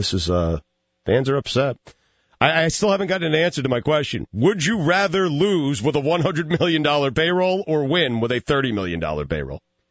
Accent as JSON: {"language": "English", "region": "New York", "country": "United States", "tie": "born or raised there", "said": "I grew up in New York, man, and I sat through many bad Yankee years, and that place was empty."}